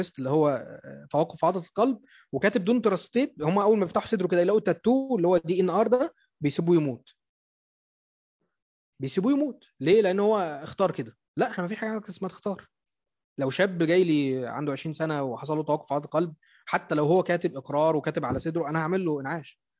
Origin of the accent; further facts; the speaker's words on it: Egypt; لان احنا في مصر بنتحكم للقانون الفرنسي